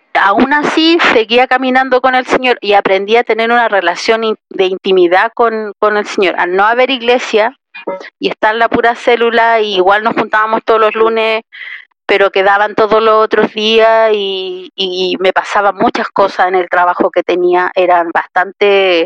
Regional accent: Tocopilla, Antofagasta, Chile; yo soy de Tocopilla y siento como mi casa la iglesia de Tocopilla.

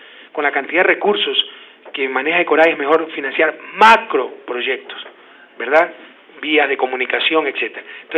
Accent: Ecuador; con el derecho que me asiste, como ecuatoriano, a decir a la gente por qué creo

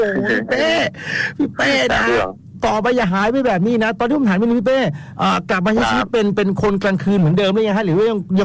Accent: Pak Nam, Samut Prakan, Thailand; ผมเองนี่ก็เป็นเด็กปากน้ำเก่าเหมือนกันนะฮะอยู่ตรงหมู่บ้านยูริตรงข้ามโรงเรียนในเรือ

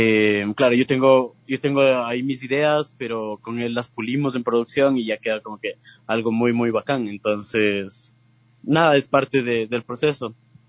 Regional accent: Quito, Pichincha, Ecuador; Igualmente soy de acá de Quito, tengo 22 años.

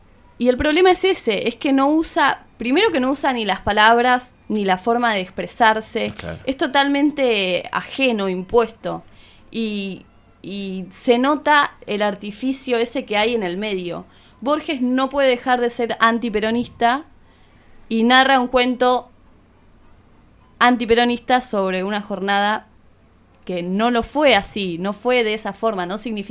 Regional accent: Argentina; En esta otra idea que nos atraviesa como argentinos también

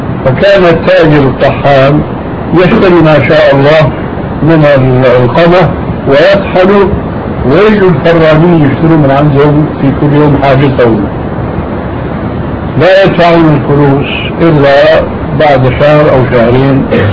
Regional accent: Syria; وهذا كان إله قريب عندنا في سوريا

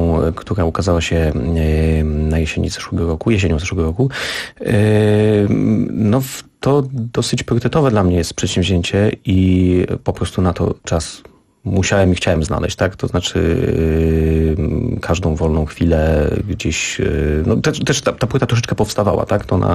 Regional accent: Szczecin, West Pomeranian Voivodeship, Poland; Pochodzę z Szczecina.

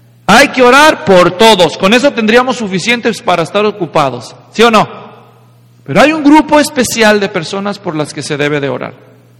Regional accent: Mexico; ¿Saben, hermanos? Yo soy mexicano.

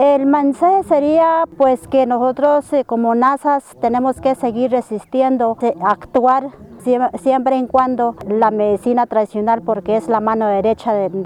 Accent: Colombia; soy del resguardo de Potrerito

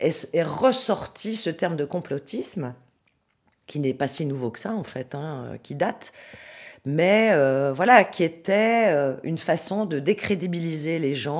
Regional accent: France; moved away; Oui, je suis française, mais ça fait très longtemps que je suis ici, mais je suis française

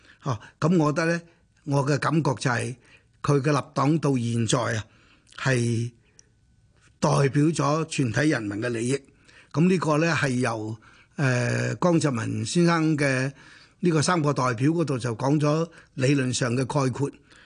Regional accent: Hong Kong; accent: Hong Kong; 咁我係香港嚟嘅，咁於是我哋就廣東話溝通，即係用香港話溝通。

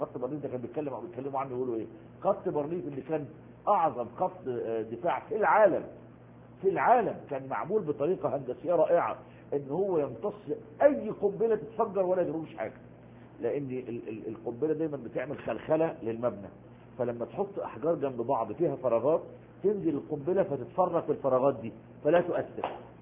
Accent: Egypt; نفس القصة عندنا في مصر

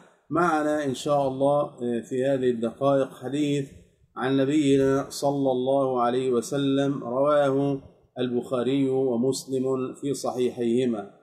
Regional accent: Egypt; نسأل الله جل في علاه أن يحفظ بلادنا مصر من كل سوء

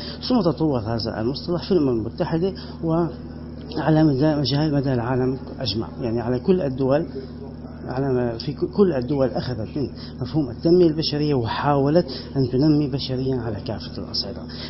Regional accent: Syria; الصمود الذي وقف وسمنا جميعا كسوريين واتصفنا به

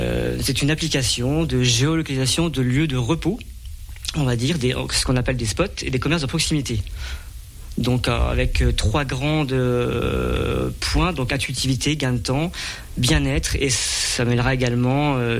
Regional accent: Grand Est, France; je suis originaire des Hauts-de-Vosges. Je suis basé actuellement sur Saint-Nabor.

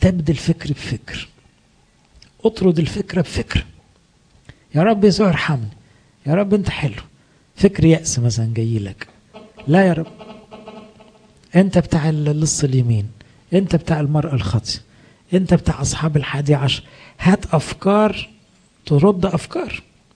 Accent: Egypt; مشكلتنا كمصريين كمان ان احنا نتحسر على روحنا بسرعة

